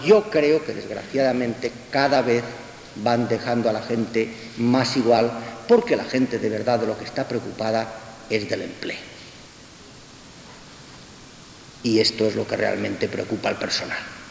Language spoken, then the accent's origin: Spanish; Balearic Islands, Spain; salvo, yo soy mallorquín, salvo las Islas Baleares